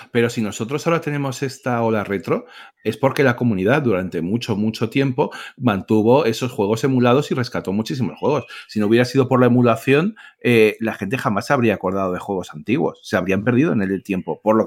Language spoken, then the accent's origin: Spanish; Spain; dado que somos españoles y lo compramos en España